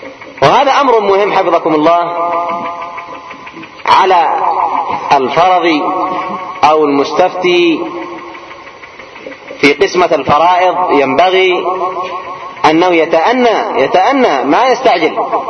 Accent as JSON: {"language": "Arabic", "country": "Yemen", "said": "قلنا عندنا في اليمن"}